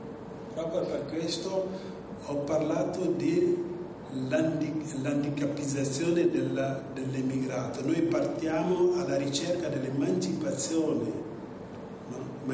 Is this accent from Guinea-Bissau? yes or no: yes; Guinea-Bissau; now in Italy; vengo dalla Guinea-Bissau, un piccolo paese nel nord occidentale dell'Africa, però sono in Italia da 30 anni, quindi ho fatto tutti i miei studi qui e quindi adesso negli ultimi 13 anni sono qui in provincia.